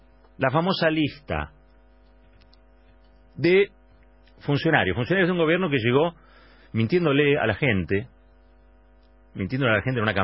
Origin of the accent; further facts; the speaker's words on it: Argentina; Somos todos los argentinos, no solamente aquellos que están haciendo un corte o protestando por algo.